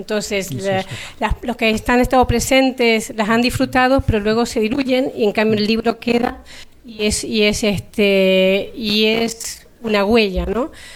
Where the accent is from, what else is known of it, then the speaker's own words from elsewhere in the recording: Argentina; yo que soy argentina, cuando llegué o cuando estaba allí, pensaba que en España era todo el mundo heterosexual, casado, con hijos y punto.